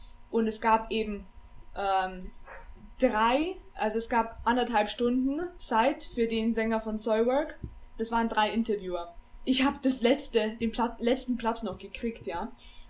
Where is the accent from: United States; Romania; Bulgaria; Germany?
Romania; Eine Folk Metal Band zum Beispiel aus Rumänien, wo ich herkomme